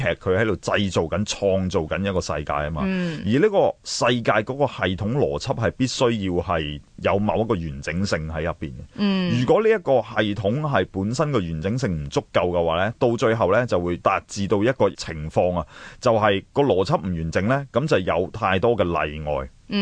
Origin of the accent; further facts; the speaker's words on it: China; 我哋中国人真系好伟大嘅，一个嬲字